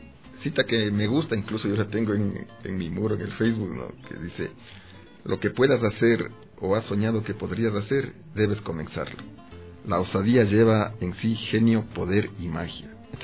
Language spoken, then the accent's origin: Spanish; Ambato, Tungurahua, Ecuador; De donde yo soy oriundo, ahí está a la venta.